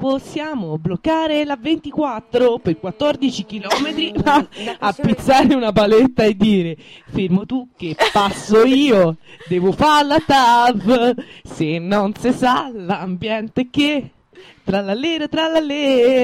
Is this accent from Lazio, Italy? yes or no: yes; Ostia, Lazio, Italy; born there; sono nata a Ostia, 28 chilometri, 2 ore.